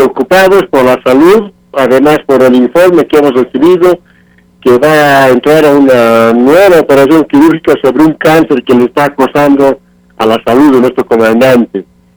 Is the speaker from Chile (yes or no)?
no; Bolivia; nosotros como bolivianos y como trabajadores